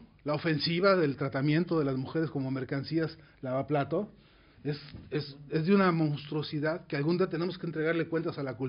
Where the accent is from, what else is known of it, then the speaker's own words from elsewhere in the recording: Mexico; la caída de la gran Tenochtitlán, en mi país sigue siendo un dolor profundísimo